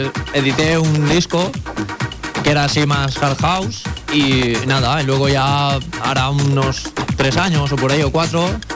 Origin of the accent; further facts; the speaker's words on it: Cullera, Valencian Community, Spain; De Cullera.